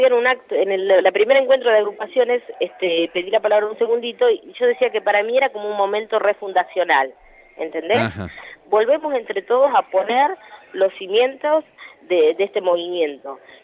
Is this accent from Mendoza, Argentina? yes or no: no; Moreno, Buenos Aires Province, Argentina; Porque vivo en Moreno, porque me nací en Moreno, me crié en Moreno